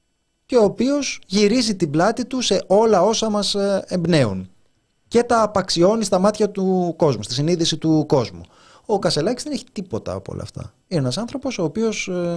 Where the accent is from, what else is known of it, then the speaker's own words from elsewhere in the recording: Greece; born there; Είναι σαν την πατρίδα. Γεννήθηκα στην Ελλάδα, γεννήθηκα ηχθής.